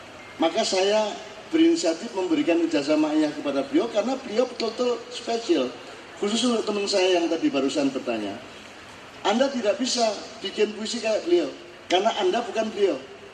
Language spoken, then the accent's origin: Indonesian; Java, Indonesia; saya orang Jawa.